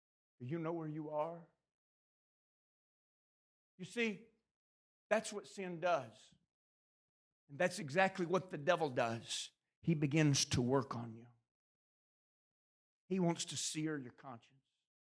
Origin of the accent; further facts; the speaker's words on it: Bessemer, Alabama, United States; Or, where I grew up in Bessemer, Alabama. Adam! Where you is?